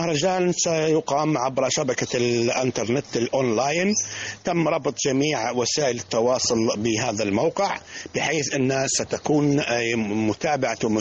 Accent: Libya; القطر المصري الشقيق الحبيب الذي نحن نعتبره البلد الثاني لنا كليبيين

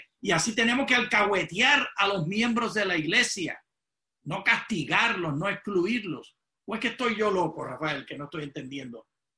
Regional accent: Puerto Rico; mi esposa es dominicana y yo soy puertorriqueña.

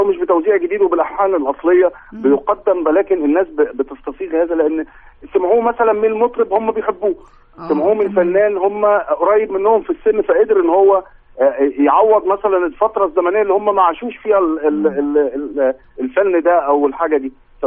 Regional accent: Egypt; قمم الهرم الغنائي عندنا في مصر

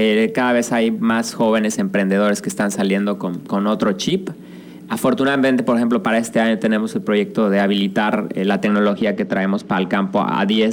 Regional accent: Mexico; nosotros como mexicanos a veces no vemos

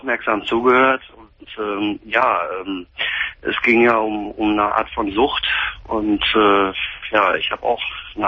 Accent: Dortmund, North Rhine-Westphalia, Germany; also ich komme aus Dortmund.

